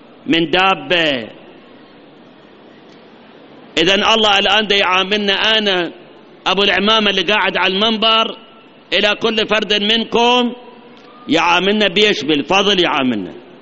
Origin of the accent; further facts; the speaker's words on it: Iraq; هاي مصيبة عندنا بالعراق، مصيبة